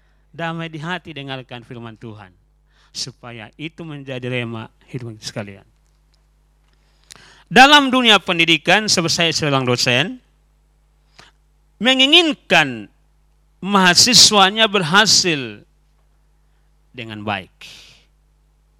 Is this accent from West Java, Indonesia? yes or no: no; Salatiga, Central Java, Indonesia; berarti saya berasal dari Jawa, Jawa Tengah. Kenapa? Karena saya sekolah di Salatiga dulu. Sehingga bahasa Jawa lebih baik daripada bahasa Bataknya gitu. Dan saya kuliah di Salatiga di Jakarta juga